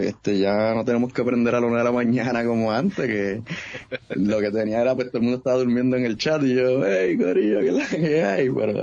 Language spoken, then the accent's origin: Spanish; Bayamón, Puerto Rico; Pues mira, yo soy una persona del pueblo del Chicharrón, acá en Bayamón, donde, desde chiquito adicto a los videojuegos